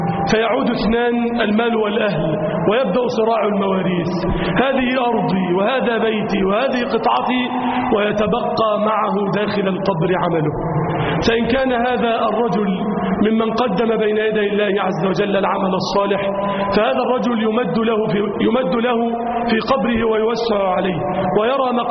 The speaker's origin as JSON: {"language": "Arabic", "country": "Egypt", "said": "اللهم اجعل بلدنا مصر أمنا أمانا"}